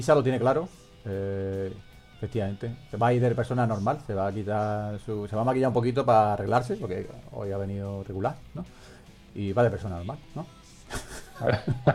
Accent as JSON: {"language": "Spanish", "town": "Málaga", "region": "Andalusia", "country": "Spain", "tie": "born or raised there", "said": "Yo soy de Málaga, de Portarta, ¿sabes? Ahí me he criado yo en Portarta."}